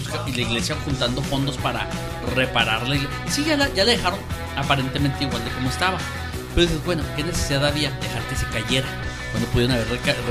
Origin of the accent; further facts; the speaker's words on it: Ciudad Juárez, Chihuahua, Mexico; todos los que somos de Juárez la conocemos.